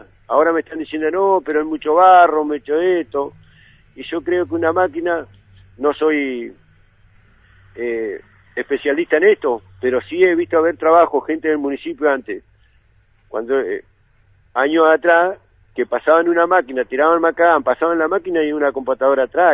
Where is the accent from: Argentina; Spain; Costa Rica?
Argentina; Viedma, Río Negro; viví toda la vida en Viedma, soy nacido y criado acá en Viedma